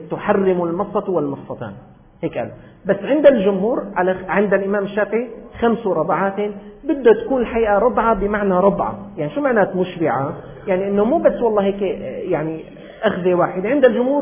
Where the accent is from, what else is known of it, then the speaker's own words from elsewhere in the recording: Syria; الناس عندنا في الشام مرات بيعتقدوا